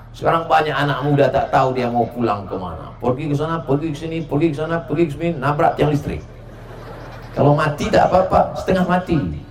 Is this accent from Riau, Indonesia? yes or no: yes; Riau, Indonesia; I am coming from Riau. Ana min Riau.